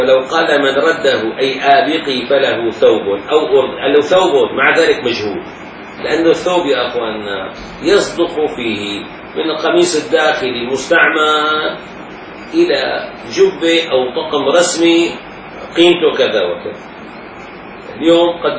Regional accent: Damascus, Damascus Governorate, Syria; يجوا كم حارة عندنا بالشام؟ عندنا مثلا 25 حارة مثلا، 30 حارة

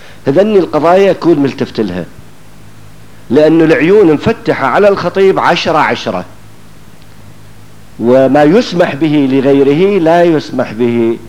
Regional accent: Iraq; accent: Iraqi; now in Syria; هذا البناء يبدأ من الأساسات للبتلو بلهجتنا احنا العراقية، هنا يسموه شيناج

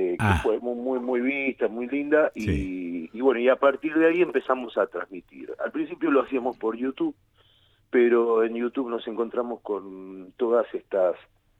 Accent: Córdoba, Argentina; moved away as an adult; now in La Plata, Argentina; casi tan cordobés como platense, ¿no? Yo nací en La Bulalle.

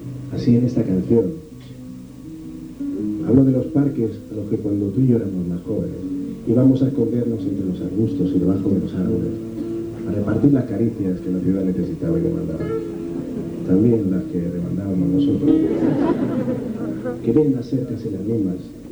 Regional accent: Madrid, Community of Madrid, Spain; Yo soy de Madrid, nadie es perfecto.

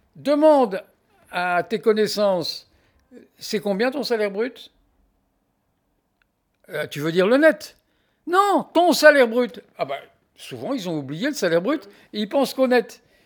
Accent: France; now in Belgium; Moi, je constate en tant que Français que les Belges, ils adorent la comptabilité.

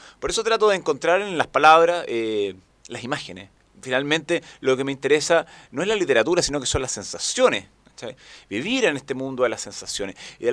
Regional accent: Santiago, Santiago Metropolitan, Chile; Yo me crié mucho en barrio, por ejemplo, me crié en Franklin.

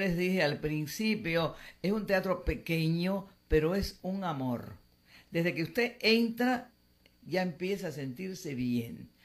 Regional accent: Matambre, Pinar del Río, Cuba; yo soy cubana y soy guajira de las minas de Matambre, provincia de Pinar del Río. Mira, tú, ahora sabes cómo orgullo, soy de las minas. O sea, yo nací en una mina.

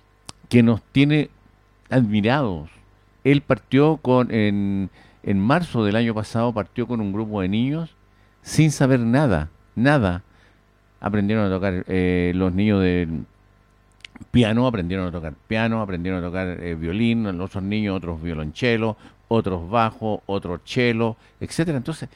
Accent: Pirque, Santiago Metropolitan Region, Chile; Yo no soy de Puente Alto, ¿eh? Fíjese usted, yo soy de Pirque. Participo en Pirque, pero trabajo en Puente Alto

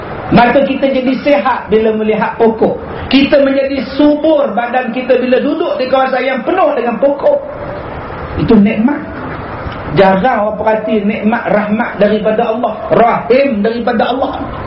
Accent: Batu Kurau, Perak, Malaysia; Orang kampung saya, saya orang Batu Kurau

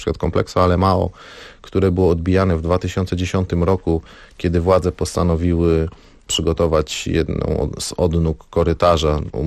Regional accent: Silesian Voivodeship, Poland; now in Warsaw, Poland; ja jestem ze Śląska Górnego, mieszkam w Warszawie, mieszkam w Gdańsku

